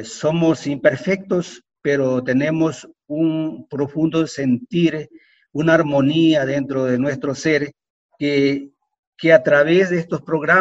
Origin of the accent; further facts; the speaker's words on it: Ecuador; Entonces yo le decía, pues vengo del Ecuador.